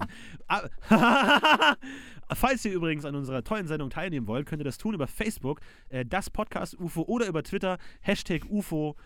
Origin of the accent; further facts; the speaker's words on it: Munich, Bavaria, Germany; Ja, ich komme aus München. Ich habe eine Zeit lang in München gelebt, bin aber etwas außerhalb von München geboren worden.